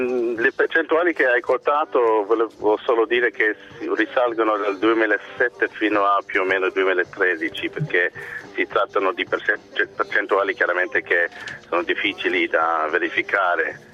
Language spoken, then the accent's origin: Italian; Ireland; Italian is a second language; sono irlandese, di cittadinanza